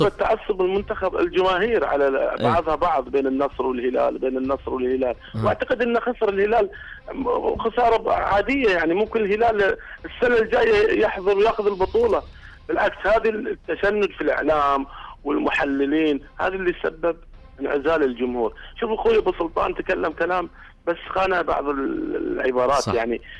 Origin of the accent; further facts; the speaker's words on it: Saudi Arabia; هذا يعني ما يليق فينا احنا كشعب سعودي وكفريق سعودي يمثل الوطن